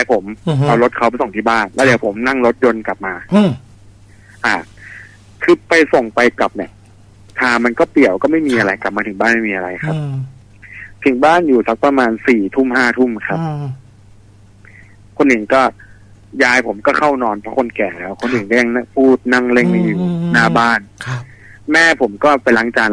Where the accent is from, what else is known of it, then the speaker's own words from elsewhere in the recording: Bangkok, Thailand; ผมเป็นคนกรุงเทพเรียนกรุงเทพเลยแต่ยายผมเป็นคนที่นั่น